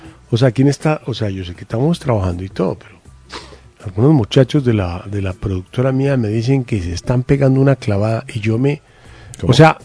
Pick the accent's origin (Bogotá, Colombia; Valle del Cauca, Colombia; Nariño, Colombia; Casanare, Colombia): Bogotá, Colombia; que somos sus bogotanos